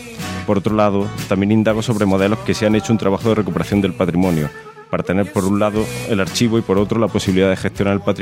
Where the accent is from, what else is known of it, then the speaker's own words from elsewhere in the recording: Bailén, Andalusia, Spain; also born or lived in Barcelona; un trabajo fotográfico que realicé sobre Bailén, mi ciudad natal, en torno al tema de la crisis. Después pasé un tiempo en Barcelona de 2009 a 2014